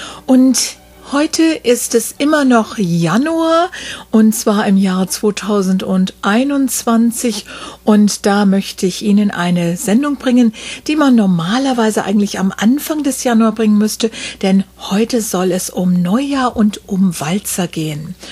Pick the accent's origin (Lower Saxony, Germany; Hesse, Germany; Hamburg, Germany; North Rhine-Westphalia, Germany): Hesse, Germany; Wiesbaden; in meiner Heimatstadt Wiesbaden